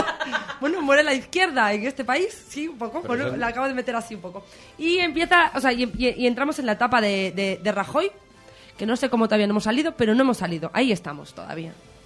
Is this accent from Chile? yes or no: no; Spain; Somos, bueno, los españoles en general.